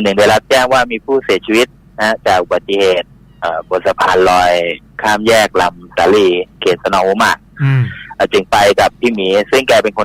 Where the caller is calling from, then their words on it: Pathum Thani, Thailand; ปทุมธานีครับ